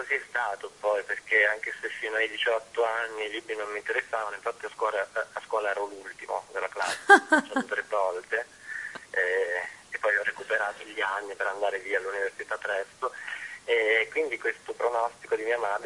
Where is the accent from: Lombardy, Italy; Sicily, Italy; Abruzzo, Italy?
Abruzzo, Italy; nella chiesa di San Cipriano, della chiesa di Colonnello, il mio paesino in Abruzzo